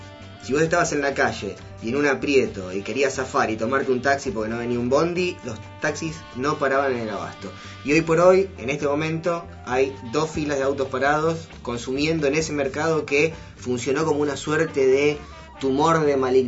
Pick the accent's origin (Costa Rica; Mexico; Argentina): Argentina; Buenos Aires; Que mi familia del interior, yo soy porteño